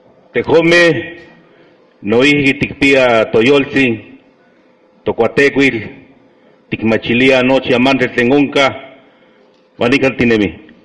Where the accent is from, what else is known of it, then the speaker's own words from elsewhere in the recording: Mexico; first language Nahuatl; Spanish is a second language; En nuestra lengua materna, en náhuatl, les dije